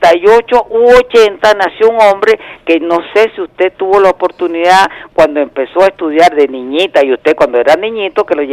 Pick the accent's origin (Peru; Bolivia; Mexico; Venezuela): Venezuela; esto lo traigo como venezolano primero